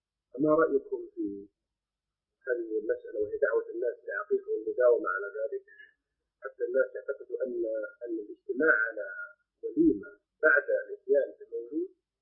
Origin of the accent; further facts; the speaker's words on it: Jeddah, Makkah Province, Saudi Arabia; عندنا في جدة بل بالمملكة العربية السعودية عموما